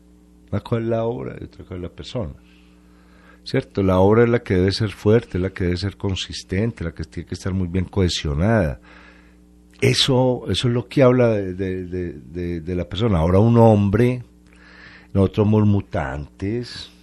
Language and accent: Spanish; Colombia; los colombianos no somos todos malos